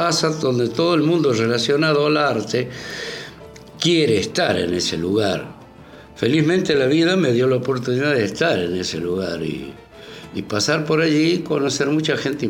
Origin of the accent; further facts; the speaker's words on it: Argentina; Porque a nosotros nos criaron como la Argentina potencia y que somos los mejores del mundo.